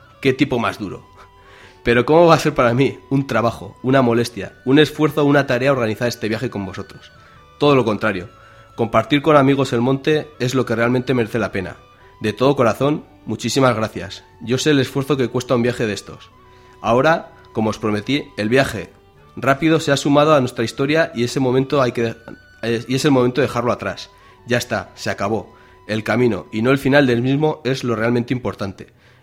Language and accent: Spanish; Aoiz, Navarre, Spain; La familia, los amigos de Berriozar, la gente de mi pueblo, Aoiz.